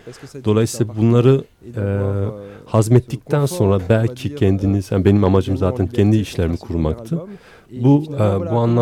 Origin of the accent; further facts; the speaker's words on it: Belgium; Belçika'da doğup büyüdüm ve Fransızcaki sohbette ben belirtmiş olduğum gibi ben bir Türk mahallesinde büyümedim. İtalyanların, daha doğrusu Sicilyalıların, İspanyolların, Belçikalıların olduğu bir mahallede büyüdüm.